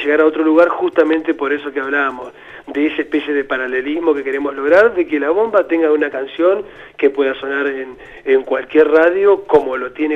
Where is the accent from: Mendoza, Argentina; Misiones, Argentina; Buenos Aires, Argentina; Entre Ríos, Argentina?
Entre Ríos, Argentina; como también soy de Entre Ríos, siempre ir a tocar realmente a las provincias y demás